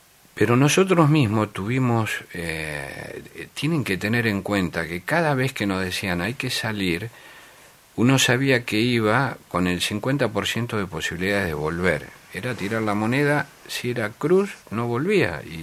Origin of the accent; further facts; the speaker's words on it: Argentina; nosotros somos, el argentino es muy exitista, es como el campeonato del mundo